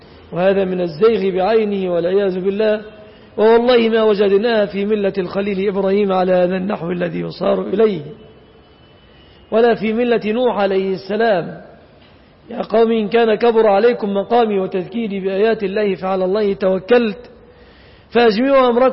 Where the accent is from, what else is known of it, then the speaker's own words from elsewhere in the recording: Egypt; وهذا الذي يفعل الآن في بلادنا مصر